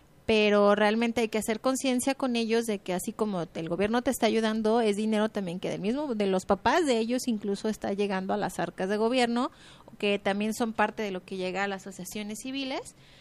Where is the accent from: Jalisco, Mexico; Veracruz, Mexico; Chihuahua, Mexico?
Jalisco, Mexico; Guadalajara; Soy de aquí de Guadalajara